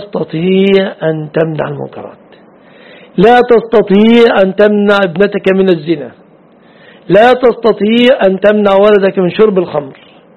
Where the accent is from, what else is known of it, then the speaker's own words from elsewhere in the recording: Mansoura, Dakahlia, Egypt; أنت في مصر هنا الحمد لله نذهب من بلادنا المنصورة للقيرة